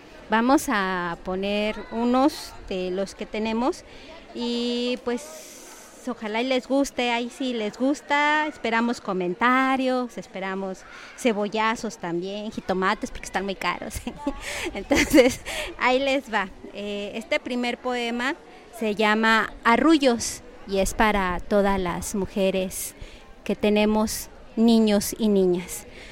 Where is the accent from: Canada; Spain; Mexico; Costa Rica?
Mexico; Ecatepec de Morelos, State of Mexico; now in Nezahualcóyotl, Mexico; yo viví la mayor parte de mi niñez en Ecatepec de Morelos, que también es un municipio muy difícil y muy con muchas problemáticas.